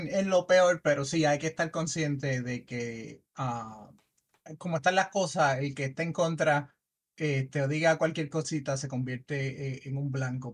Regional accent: Puerto Rico; Nosotros somos los únicos puertorriqueños.

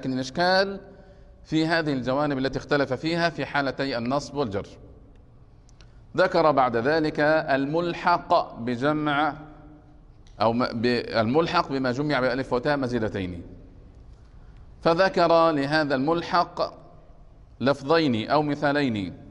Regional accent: Egypt; وهذا يكثر عندنا في مصر

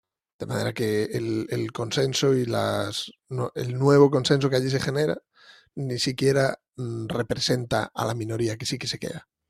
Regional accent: Basque Country, Spain; pero bueno, yo soy vasco

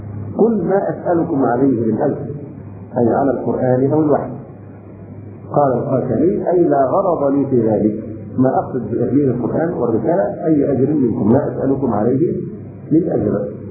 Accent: Egypt; عندنا في مصر تقاليدنا للاسف الشديد وعرفنا ان من الكرم ان تبالغ في التكلف مع الضيف

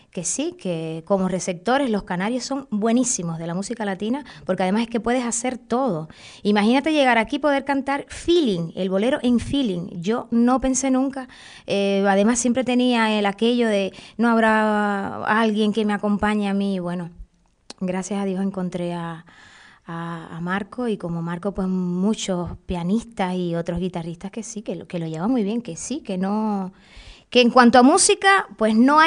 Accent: Guantánamo, Cuba; born there; also born or lived in Havana; nací en Guantánamo. Y la gente que nace en Guantánamo pues nos dicen guantanamero, yo soy guantanamera de origen. Me fui a La Habana y bueno, si me pongo a contarte, pues bueno, para hacerlo breve, nada. Paré aquí en Tenerife

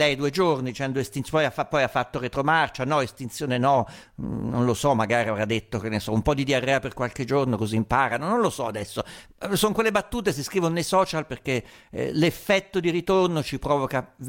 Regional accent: Umbria, Italy; Ma io vengo dall'Umbria, sai quanti maiali ho visto ammazzare

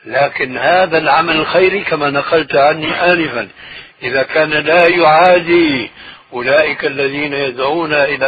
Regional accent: Syria; وهو يشير إلى بلدي يعني سوريا

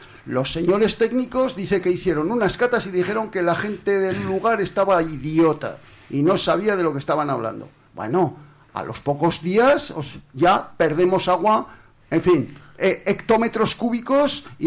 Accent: Pedrola, Aragon, Spain; Es que yo soy de Pedrola.

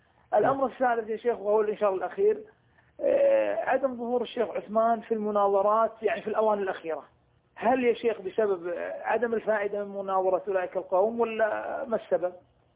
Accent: Kuwait; عندنا في الكويت جريدة سيئة الذكر

